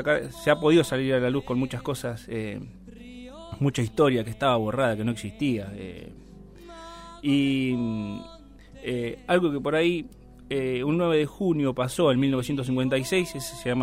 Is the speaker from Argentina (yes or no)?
yes; Argentina; nos ha hecho perder mucho de lo que somos nosotros, lo que somos realmente los argentinos, de mirar para adentro